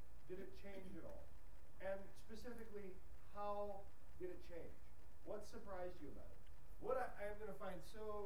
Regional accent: Canada; we didn't speak Creole, except we spoke French by virtue of being Canadian

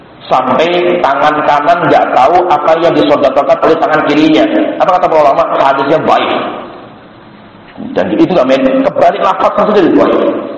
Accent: Java, Indonesia; Kita orang Jawa. Kita itu orang Jawa.

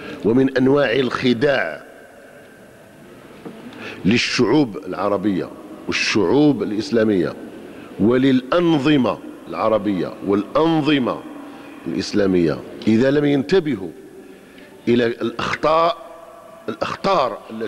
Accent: Algeria; كجزائريين وكبشر. لأن الذي يحصل في الجزائر الآن في الحقيقة أصبح أضحوك في العالم

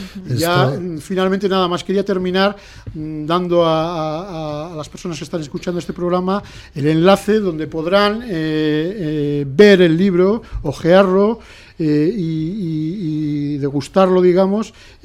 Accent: Bilbao, Basque Country, Spain; yo no soy ni de Madrid ni de Barcelona, yo soy de Bilbao.

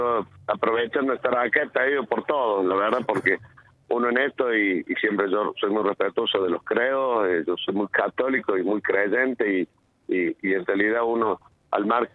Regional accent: Argentina; somos argentinos y nos tenemos que cuidar

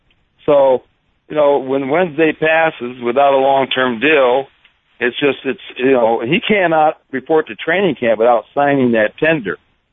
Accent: Los Angeles, California, United States; I grew up in Los Angeles in t-shirt, jeans, flip-flops

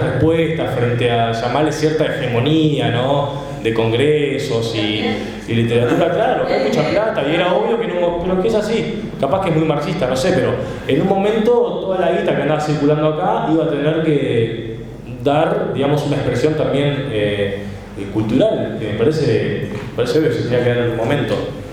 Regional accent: Maldonado, Uruguay; Porque yo me crié en un lugar en el que, obviamente, acá en verano, está lleno de argentinos, ¿no? Y me crié ahí en el Kennedy, que es, como ya dije, un asentamiento, pero enfrente tenía la cancha de golf.

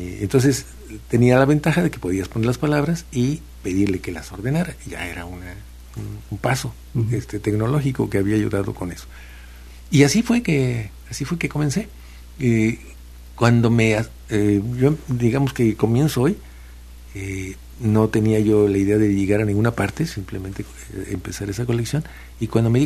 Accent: Tlapacoyan, Veracruz, Mexico; Yo vengo de un pueblo de Tlapacoyan, aquí un poco al norte de Jalapa, y llego allá a hablar con mis amigos y encuentro que hablan con palabras que yo conocía de niño y que yo dejé de usar.

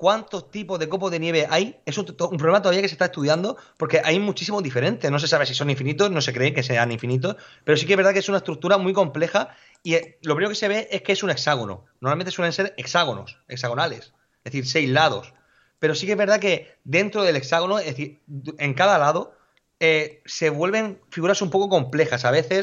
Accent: Molina de Segura, Region of Murcia, Spain; Yo soy de Molina Segura y aquí no ha nevado, no ha nevado.

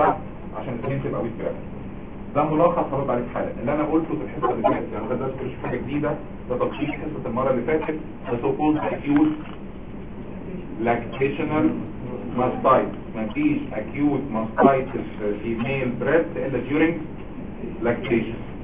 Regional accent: Egypt; بلغتنا احنا كمصريين

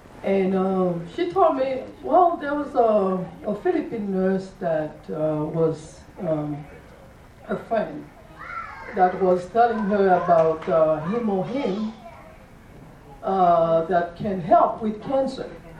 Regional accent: Haiti; English is a second language; now in United States; I live in Georgia. And I'm from Haiti. Did you think about the accent? So, yes, I'm from Haiti.

